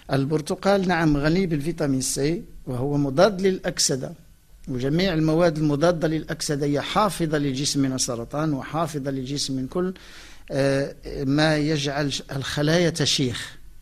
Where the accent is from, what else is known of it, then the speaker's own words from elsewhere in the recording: Morocco; ولكن التفاح عندنا في المغرب، النوع ديال المغرب هو ينضج في شهر 6